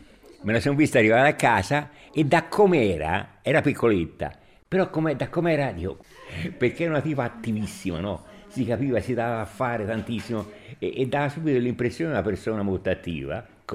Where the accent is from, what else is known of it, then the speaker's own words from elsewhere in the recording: Sesto Fiorentino, Tuscany, Italy; Io sono toscano, esattamente non di Firenze, di Sesto Fiorentino.